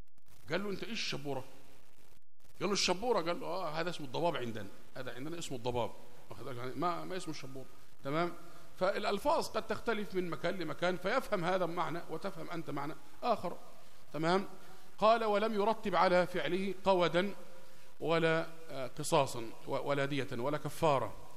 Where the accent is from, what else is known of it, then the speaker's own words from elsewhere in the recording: Egypt; يعني مثلا عندنا في مصر مثلا هنا لما تطلب من واحد حاجة يقول لك إيه ماشي